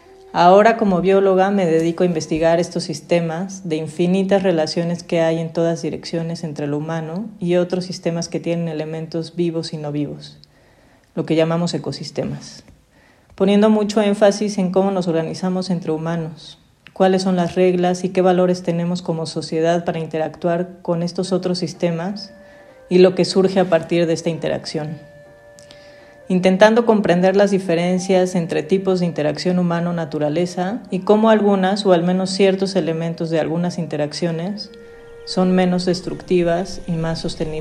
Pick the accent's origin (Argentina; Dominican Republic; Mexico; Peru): Mexico; Mexico City; born there; tengo 44 años, nací en la Ciudad de México, estudié biología en la UNAM, en la Facultad de Ciencias.